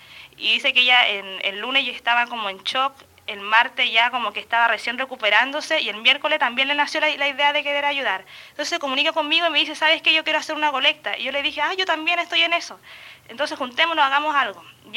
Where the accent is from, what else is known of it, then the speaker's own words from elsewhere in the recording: Chile; now in Ensenada, Mexico; yo en mi país, bueno, en mi país se caracteriza por ser un país muy solidario